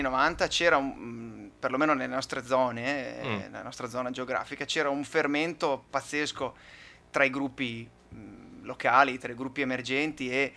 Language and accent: Italian; Occhiobello, Veneto, Italy; Io sono il più vicino, sono di Occhiobello